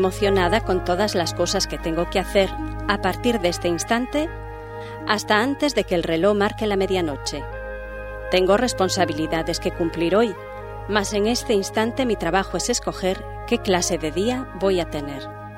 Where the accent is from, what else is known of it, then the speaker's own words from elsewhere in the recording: Ferrol, Galicia, Spain; Yo me acuerdo cuando era niña y en Ferrol